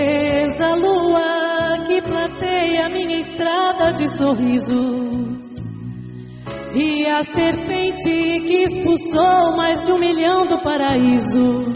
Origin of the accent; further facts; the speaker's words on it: Brazil; Porque somos brasileiros e, como diz a música, é explicado por que escolhemos estar aqui.